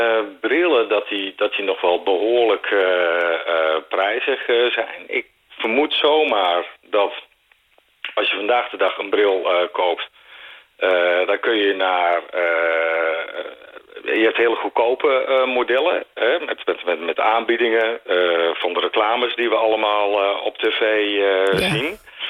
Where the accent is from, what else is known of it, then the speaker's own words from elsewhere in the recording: Netherlands; dan zijn we Nederlanders